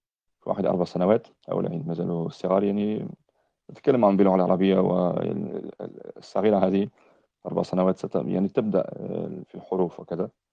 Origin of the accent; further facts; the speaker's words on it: France; now in United Kingdom; أنا فرنسي الأصل، أسلمت قبل أكثر من 20 سنة في فرنسا، ثم عشت بعض السنوات في بعض بلاد المسلمين، ثم عشت أكثر من 10 سنين في بريطانيا.